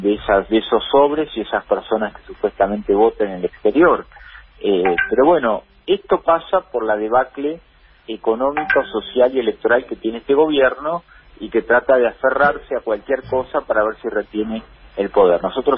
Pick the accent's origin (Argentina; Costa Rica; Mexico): Argentina; nosotros no nos podemos permitir como argentinos 4 años más de mentiras